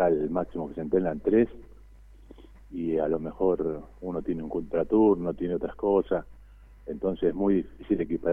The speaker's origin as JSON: {"language": "Spanish", "town": "Rosario", "region": "Santa Fe", "country": "Argentina", "said": "yo vengo de Rosario"}